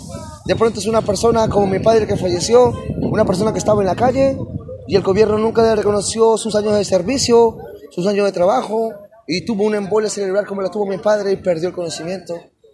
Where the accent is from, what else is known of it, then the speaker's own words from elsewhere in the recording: Peru; de Perú, soy un artesano de la calle